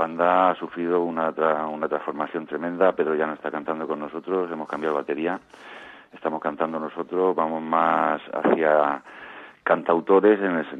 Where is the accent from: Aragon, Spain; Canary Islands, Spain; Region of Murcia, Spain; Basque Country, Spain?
Region of Murcia, Spain; Cartagena; yo siempre volver a Levante, es que yo soy de Cartagena.